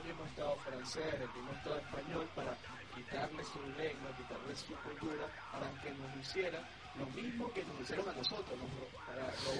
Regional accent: Caracas, Capital District, Venezuela; somos caraqueños, ¿verdad? Somos venezolanos

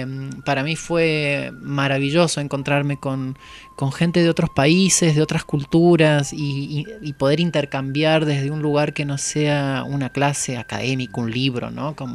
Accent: San Luis, Argentina; moved away; yo me vine de la provincia de San Luis, ya bailando

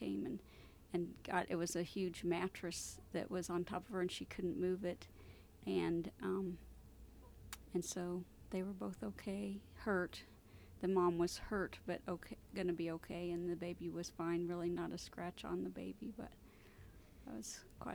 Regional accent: Joplin, Missouri, United States; I'm from Joplin, Missouri.

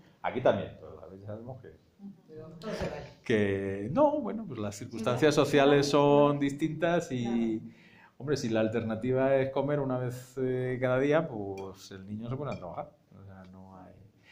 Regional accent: Madrid, Community of Madrid, Spain; en la España de los 80, donde yo crecí, en el Madrid obrero de los 80, donde yo crecí

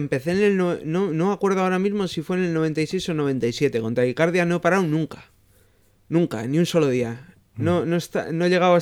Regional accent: Bilbao, Basque Country, Spain; El Bullón. Yo soy de Uribarri, chaval.

